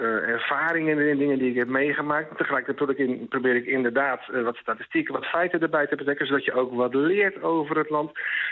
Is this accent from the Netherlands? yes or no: yes; Netherlands; Ik denk dat als Nederlander word je een beetje opgevoed